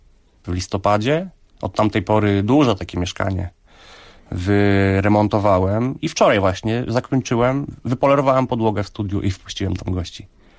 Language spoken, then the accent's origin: Polish; Ozimek, Opole Voivodeship, Poland; u rodziców tam w Ozimku, skąd pochodzę